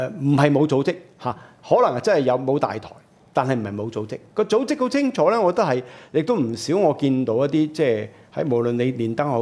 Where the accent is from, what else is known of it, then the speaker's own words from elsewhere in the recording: Hong Kong; 但係對我哋香港人嚟計咧，對喺香港人嚟計，回歸之後最大嗰次遊行咧就係2003年嗰次。